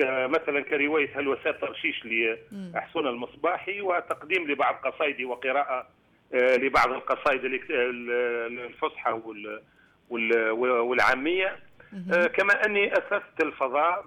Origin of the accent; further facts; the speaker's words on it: Douz, Kebili Governorate, Tunisia; بالإضافة لعلاقتي بجوز هي مدينتي التي لم أقم فيها إلا في فترات الإجازات, يعني أنا الآن عمري 57 سنة لم أقيم في دوز إلا في سنة واحدة سنة البكالوريا